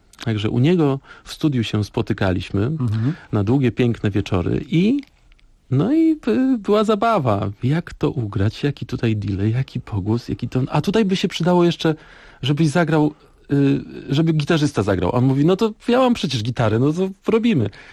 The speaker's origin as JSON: {"language": "Polish", "town": "Szprotawa", "region": "Lubusz Voivodeship", "country": "Poland", "said": "Ja pochodzę ze Szprotawy. To są daleki zachód, dziki zachód nazywam to."}